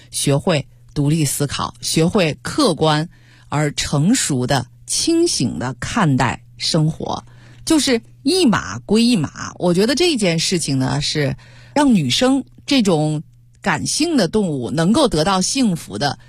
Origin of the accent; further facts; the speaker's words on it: Beijing, China; 我似乎闻到了小的时候在北京的街头经常能够闻到的那种国槐被雨水浇过之后的那种淡淡的香气